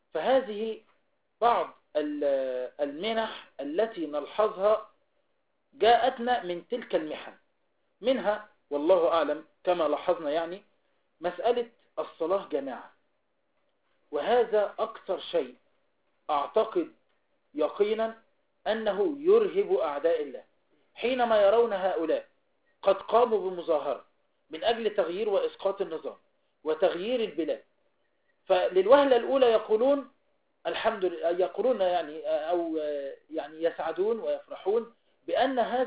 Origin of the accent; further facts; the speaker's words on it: Egypt; إذن نحن شعب مصري يدا واحدة